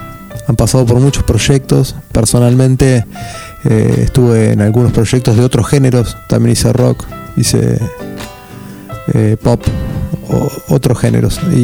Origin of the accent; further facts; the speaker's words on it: Luján, Buenos Aires Province, Argentina; Nosotros somos de Luján y queríamos representar dentro de las letras ese tipo de cosas